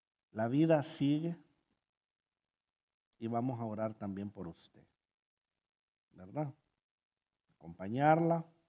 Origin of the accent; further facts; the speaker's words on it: Honduras; Y más si somos hondureños, porque en Honduras viera que le gusta poner una canción